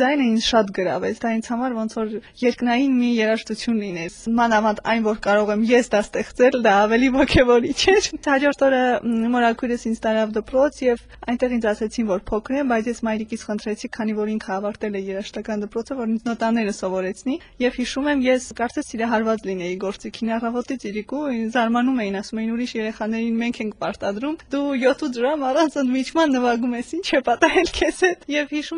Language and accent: Armenian; Vanadzor, Lori, Armenia; born there; Ես ծնվել եմ 89 թվականին հունվարին, երկրաշարժից 1 ամիս հետո Իվանաձորում եմ ծնվել։